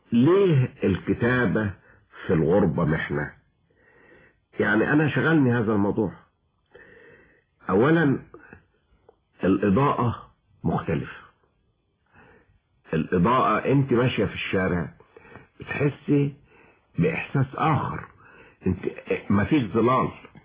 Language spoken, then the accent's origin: Arabic; Cairo, Cairo Governorate, Egypt; also born or lived in Switzerland; انا ابن مصر القديمة. التجربة دي معرفتش اكتبها طوال انا 20-30 سنة. ففجأة لقيت نفسي وانا في سويسرا رجعت لهذا الشجن